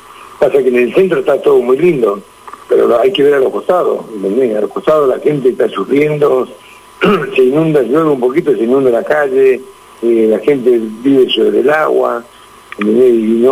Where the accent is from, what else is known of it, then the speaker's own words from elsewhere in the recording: Caleta Olivia, Santa Cruz, Argentina; also born or lived in Buenos Aires; La primera profesional la hice en Cadete Olivia, Santa Cruz, allá en mi pueblo.